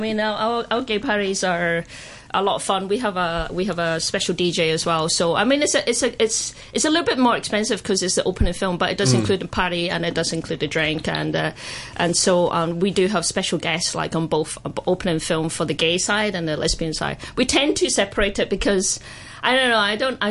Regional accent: Scotland, United Kingdom; now in Hong Kong; I personally, you know, I grew up in Scotland, so I've been in Hong Kong for 12 years

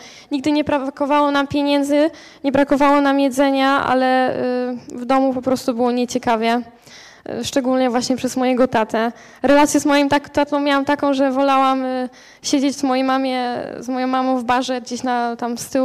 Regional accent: Strzelce Opolskie, Opole Voivodeship, Poland; Ja pochodzę też ze Strzelec Opolskich, taka mała miejscowość, gdzie są dwa zakłady karne i dwie żabki, więc ciężki klimat generalnie tam jest, dużo patologii.

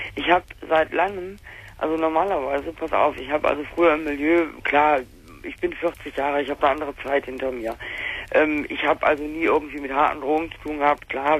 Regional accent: North Rhine-Westphalia, Germany; now in Hesse, Germany; Bei uns im Ruhrgebiet, ich bin jetzt in Hessen hier, bei uns im Rheinland, die Preise sind im Arsch.

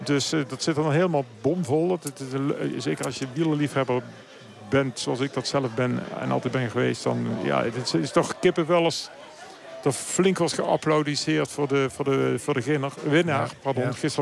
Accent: Netherlands; moved away; Ik ben hier zelf heel vaak gaan fietsen voordat ik als Nederlandse toerist, toen ik nog in Nederland woonde.

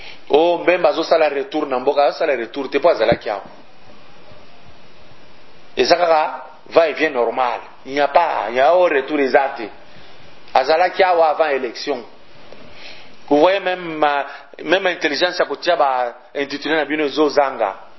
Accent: Katanga, DR Congo; Chez moi, au Katanga

